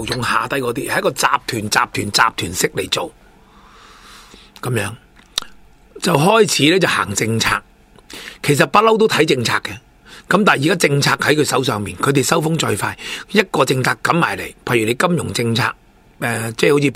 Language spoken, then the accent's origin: Cantonese; China; 因为我哋中国人成日有句说话好叻嘅